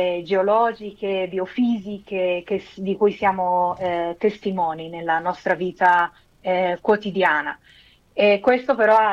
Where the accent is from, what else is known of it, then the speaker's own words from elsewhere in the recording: Mexico; io sono messicana, sono figlia di una messicana che è migrata in Italia, a Firenze, e che poi si è sposata con un italiano che è mio padre, e quindi ho la doppia cittadinanza